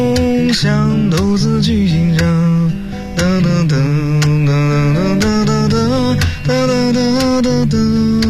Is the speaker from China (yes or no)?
yes; Yinchuan, Ningxia, China; now in Beijing, China; 我老家是宁夏银川嘛